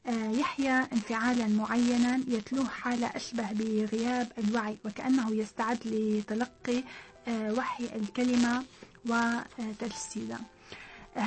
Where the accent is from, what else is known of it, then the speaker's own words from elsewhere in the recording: Damascus, Damascus Governorate, Syria; أنا يعني بالرغم من أنني ترعرعت في دمشق لأننا لم نكن غائبين عن الجو الريفي أبدا.